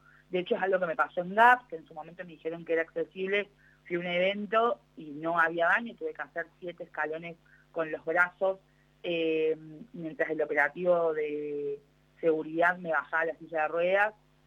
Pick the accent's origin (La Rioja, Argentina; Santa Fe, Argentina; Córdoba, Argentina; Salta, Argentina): Córdoba, Argentina; also born or lived in Villa Carlos Paz; yo soy cordobesa, Córdoba Capital ha avanzado muchísimo en materia de accesibilidad, digo, eso lo digo siempre que puedo, pero sin embargo viví los últimos 7 años de mi vida en Villa Carlos Paz